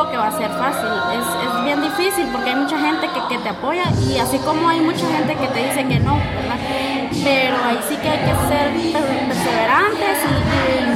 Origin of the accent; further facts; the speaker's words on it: Guatemala City, Guatemala Department, Guatemala; soy de Ciudad Guatemala y bailo breaking. Mi acá es chiquita y tengo 23 años